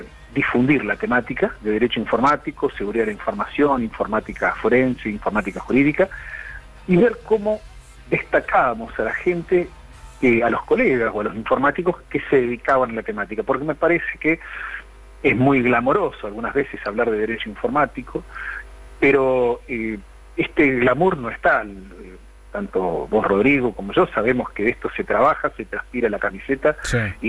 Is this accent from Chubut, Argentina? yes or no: yes; Trelew, Chubut, Argentina; Yo soy de Trelew, provincia de Chubut.